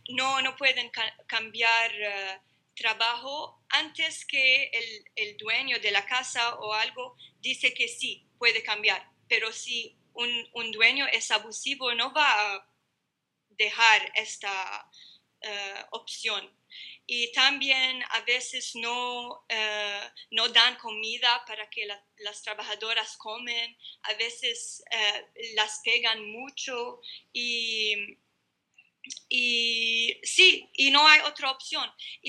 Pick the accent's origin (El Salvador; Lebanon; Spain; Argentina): Lebanon; North Governorate; hacen chistes sobre nuestra cultura, nuestro acento, porque es diferente en el norte